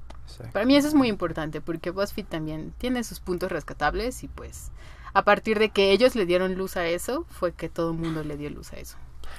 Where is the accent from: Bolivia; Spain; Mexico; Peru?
Mexico; quizás como mexicanos no tenemos esto porque somos mexicanos